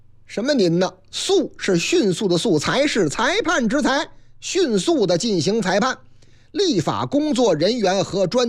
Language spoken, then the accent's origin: Chinese; Shanxi, China; 晋鲁豫就是我老家山西